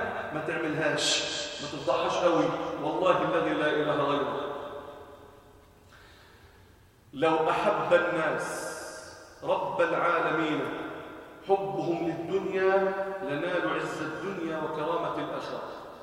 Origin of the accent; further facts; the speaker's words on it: Egypt; وأن يجعل بلادنا مصر سلماً أماناً سخاءً رخاءً وسائر بلاد